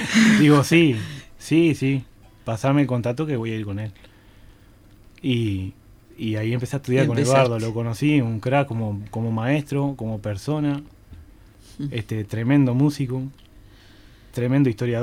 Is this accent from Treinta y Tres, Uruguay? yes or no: yes; Treinta y Tres, Uruguay; now in Montevideo, Uruguay; Yo soy de 33, de ciudad. Ciudad de 33, olimareño.